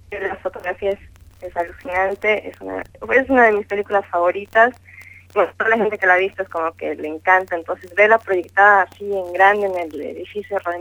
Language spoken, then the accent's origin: Spanish; Bolivia; Yo soy de Bolivia.